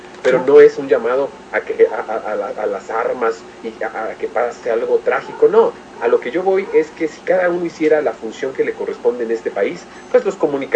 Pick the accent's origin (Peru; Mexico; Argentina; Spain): Mexico; Pero lo que sí puede pasar es que nosotros como mexicanos defendamos el petróleo.